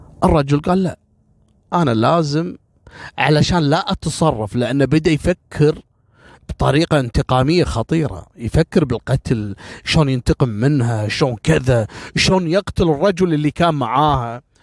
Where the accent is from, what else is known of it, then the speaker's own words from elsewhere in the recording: Kuwait; الحين احنا عندنا في الكويت